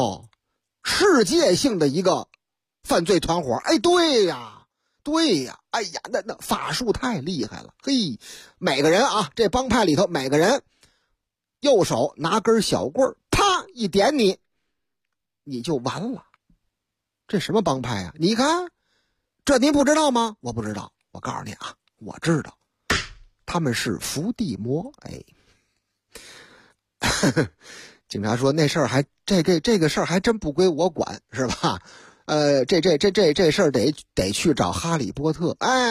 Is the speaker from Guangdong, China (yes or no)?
no; Beijing, China; 你看咱们是北京人是吧，咱们是如假包换的老北京